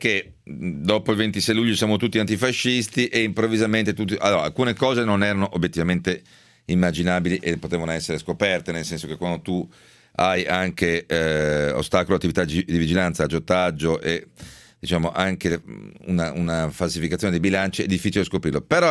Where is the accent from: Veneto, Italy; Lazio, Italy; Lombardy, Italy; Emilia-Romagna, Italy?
Veneto, Italy; fermo restando che poi io sono veneto, quindi lo posso dire